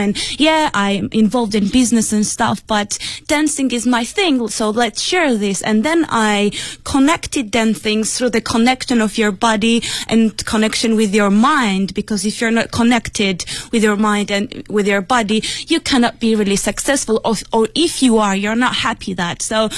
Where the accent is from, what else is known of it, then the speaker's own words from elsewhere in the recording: Beijing, China; English is a second language; Hello, Papa. I'm from Beijing.